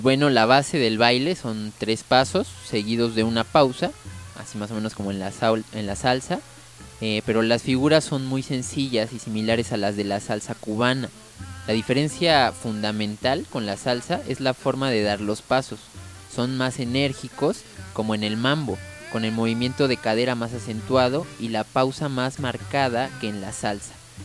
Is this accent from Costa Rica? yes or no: no; Mexico; Particularmente como que tenemos igual como esa maña en México, ¿no?